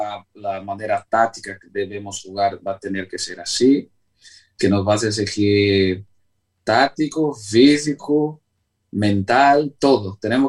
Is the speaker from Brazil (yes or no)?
yes; Brazil; Spanish is a second language; moved away as an adult; now in Spain; Yo jamás pensaba que iba a actuar en una selección que no fuera mi país de origen, que es Brasil